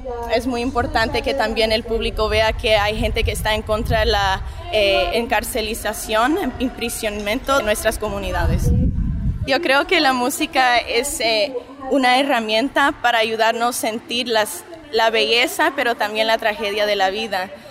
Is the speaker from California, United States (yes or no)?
yes; California, United States; Yo crecí en el Valle de San Fernando. Mi papá es alemán, judío, chileno. Mi mamá es guatemalteca.